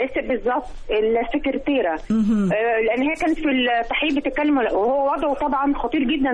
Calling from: Haram, Giza Governorate, Egypt; من الهرم.

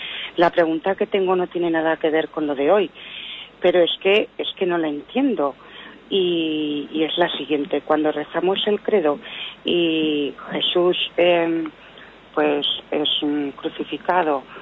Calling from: Zaragoza, Aragon, Spain; de Zaragoza.

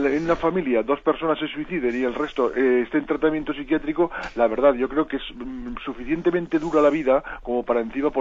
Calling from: Zaragoza, Aragon, Spain; de Zaragoza.

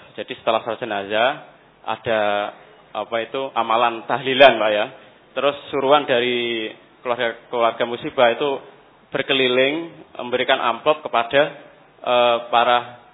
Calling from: Bulu, East Java, Indonesia; Kami dari Bulu, Kecamatan Bancar, Tuban. Dari Tuban tetangga kecamatan sama Bapak tadi yang bertanya tadi.

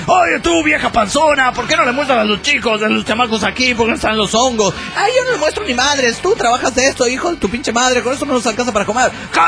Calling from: Cochabamba, Bolivia; Soy de Cochabamba, Bolivia.

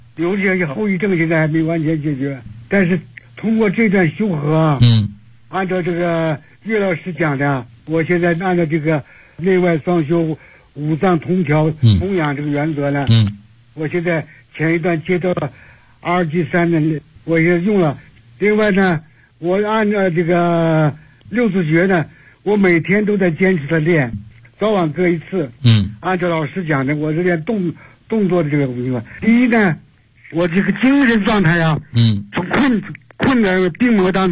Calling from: Beijing, China; 我是北京的

